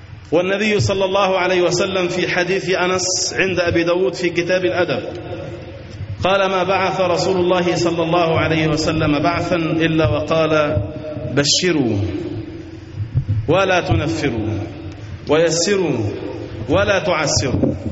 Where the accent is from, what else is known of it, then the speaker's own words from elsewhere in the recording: Egypt; وأن ينزل على بلادنا مصر الأمن والأمان والسكينة والاستقرار